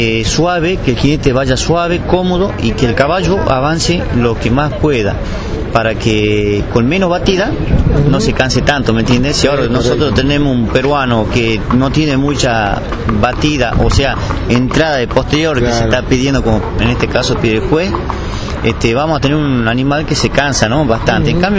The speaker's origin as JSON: {"language": "Spanish", "region": "Salta", "country": "Argentina", "said": "Nosotros en este caso venimos de Salta, que estamos a 2.000 kilómetros"}